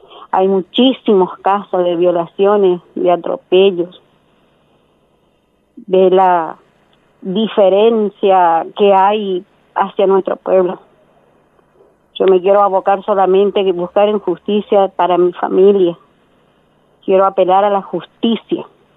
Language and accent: Spanish; Resistencia, Chaco, Argentina; Nosotros somos de Resistencia, de Chaco.